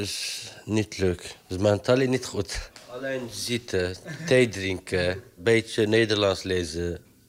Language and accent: Dutch; Turkey; Dutch is a second language; now in Netherlands; Ik kom uit Turkije.